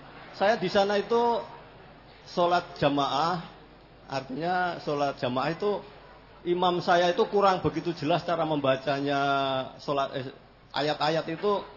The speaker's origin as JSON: {"language": "Indonesian", "town": "Temanggung", "region": "Central Java", "country": "Indonesia", "moved": "yes", "lives_now": "Nabire, Indonesia", "said": "Saya asli dari Temanggung, Pak."}